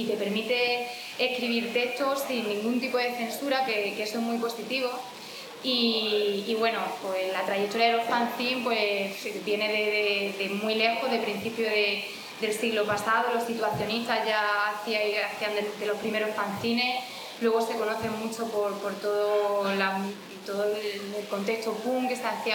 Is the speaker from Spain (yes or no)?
yes; Jaén, Andalusia, Spain; yo vengo de Jaén, quizás se me nota un poco por el acento, yo vengo de Jaén y en Jaén estaba militando en un colectivo feminista que se llama Comando Sororidad.